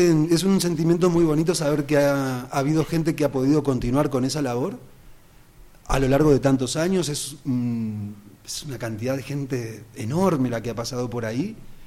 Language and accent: Spanish; Montevideo, Uruguay; todo tenía que ver exactamente con lo que sucedía en el barrio de La Teja, que es de donde yo vengo.